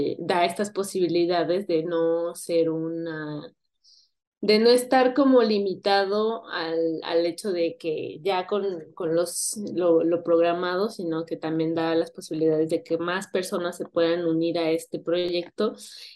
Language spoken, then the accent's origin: Spanish; Tepoztlán, Morelos, Mexico; resultó que vivía en Tepoztlán también, de donde yo soy